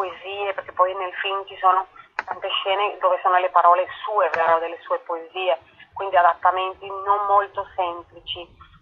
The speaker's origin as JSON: {"language": "Italian", "country": "Colombia", "said": "Dico noi donne latinoamericane perché io sono colombiana"}